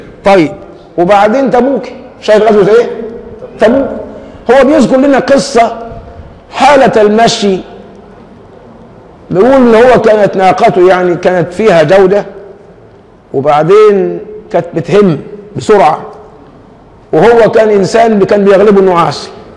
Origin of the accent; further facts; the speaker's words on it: Egypt; ما احنا عندنا كمصريين لوازم كثيرة بتضحك